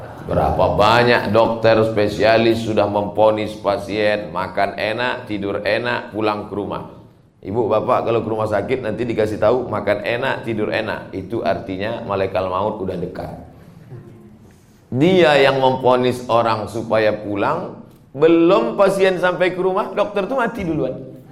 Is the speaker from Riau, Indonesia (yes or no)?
yes; Riau, Indonesia; ke Lampung Utara, gharib, perantau. Kampung saya Riau.